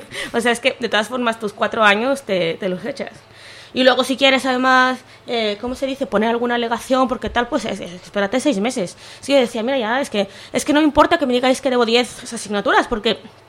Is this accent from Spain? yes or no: no; Mexico; moved away; yo en mi caso, yo soy mexicana, a veces me da, bueno, ahora ya no, pero cuando llegué me da mucha vergüenza preguntar ciertas cosas